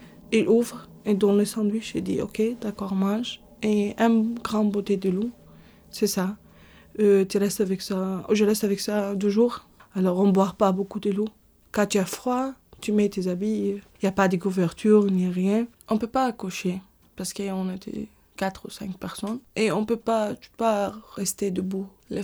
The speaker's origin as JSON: {"language": "French", "country": "Egypt", "also_born_or_lived": "Iraq", "said": "Je suis née au Irak. Je suis une femme de 30 ans. Je viens d'Égypte. J'ai une vraie stricte famille, religieusement."}